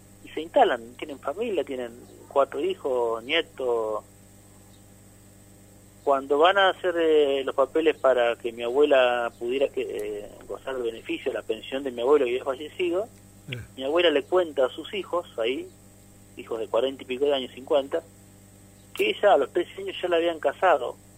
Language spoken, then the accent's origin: Spanish; Arrecifes, Buenos Aires Province, Argentina; now in San Pedro, Argentina; Yo cuando era chico en Arrecifes, yo soy de Arrecifes, íbamos bastante seguido al paseo